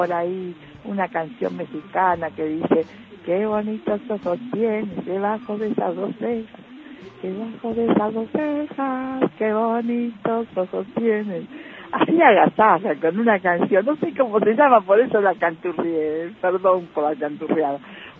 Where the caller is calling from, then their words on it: Agronomía, Buenos Aires, Argentina; de Agronomía y quería agasajar